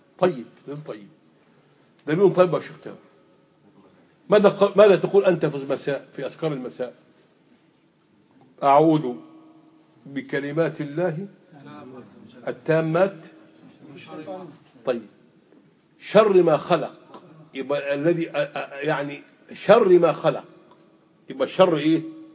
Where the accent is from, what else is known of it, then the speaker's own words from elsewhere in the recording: Egypt; ماذا طبقت في الشريعة عندنا في مصر الآن سنتين؟